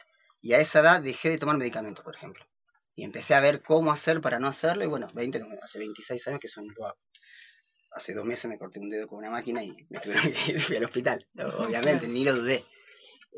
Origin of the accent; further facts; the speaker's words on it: Buenos Aires, Argentina; born there; Yo nací en la ciudad, en Buenos Aires.